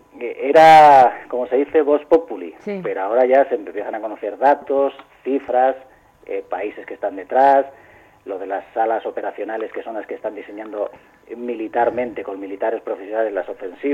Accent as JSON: {"language": "Spanish", "region": "Castile", "country": "Spain", "lives_now": "Moscow, Russia", "said": "como buen castellano que soy, pese a ser el corresponsal de Lucha Libre en Moscú"}